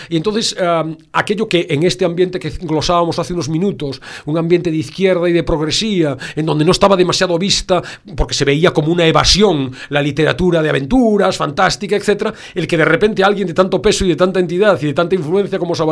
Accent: Galicia, Spain; accent: Galician; probablemente los oyentes hayan percibido mi sonsonete final, en mi canto un poco cuando hablo. Viniendo de Galicia

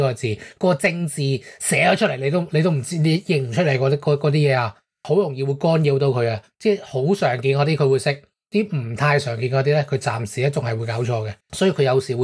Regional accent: Hong Kong; 更加唔好讲我哋香港人写口语写粤语嗰阵时，甚至会有啲用英文拼旧粤语出嚟嘅奇离古怪种啦

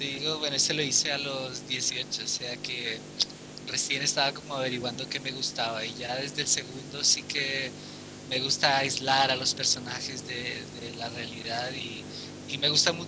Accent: Spain; moved away as an adult; now in Santiago, Chile; hace como medio año ya me fui de España y por ahora vivir aquí en Santiago.

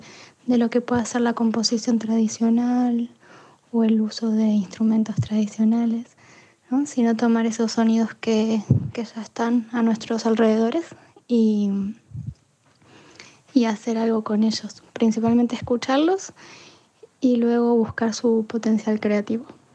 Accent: Montevideo, Uruguay; now in Bilbao, Spain; Soy uruguaya de Montevideo. Les mando este mensaje desde Bilbao, que es donde estoy viviendo ahora.

